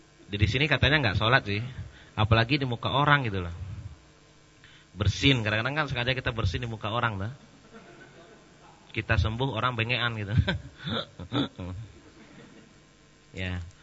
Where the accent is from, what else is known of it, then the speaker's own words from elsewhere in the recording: Indonesia; Isinya Arab semua, kami aja berdua Indonesia itu.